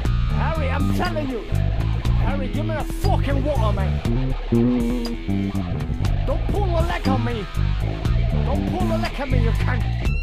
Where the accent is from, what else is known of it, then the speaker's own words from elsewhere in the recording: India; Cause I'm from India, I almost can't speak when I'm thinking, man.